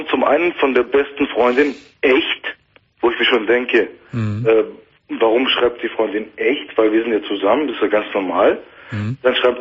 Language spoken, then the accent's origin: German; Turkey; Ich bin ein Türke, wird aber null Macho, glaub mir.